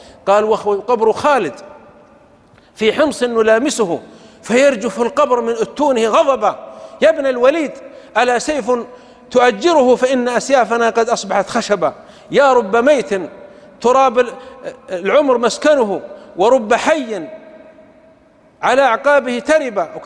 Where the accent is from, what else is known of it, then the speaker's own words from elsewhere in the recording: Saudi Arabia; يقولون في بلدة عندنا في السعودية كان ينبهون على الناس